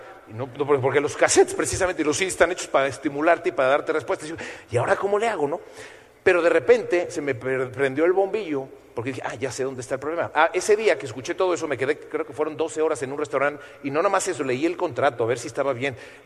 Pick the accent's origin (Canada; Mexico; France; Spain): Mexico; porque yo tenía mucho más contactos que ella, porque yo soy mexicano y es española y tal.